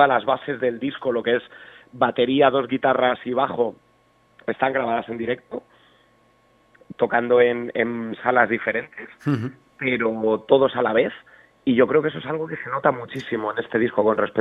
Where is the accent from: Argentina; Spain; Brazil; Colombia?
Spain; Community of Madrid; yo soy del barrio de La Lima